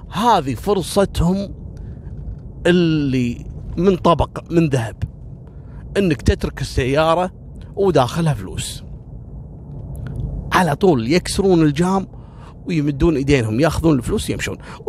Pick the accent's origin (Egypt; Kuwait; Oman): Kuwait; قصة رقم 25 اللي هو الحرام المقنع اللي حصل عندنا في الكويت